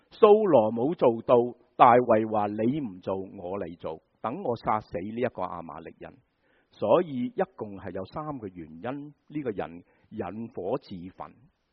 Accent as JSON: {"language": "Chinese", "country": "China", "said": "这个就是原因，我们中国人都是一样的。"}